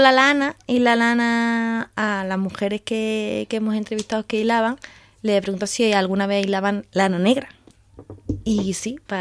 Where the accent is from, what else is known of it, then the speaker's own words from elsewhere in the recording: Marbella, Andalusia, Spain; yo soy de ciudad, o sea, yo soy de Marbella, entonces yo de ovejas no tenía ni idea.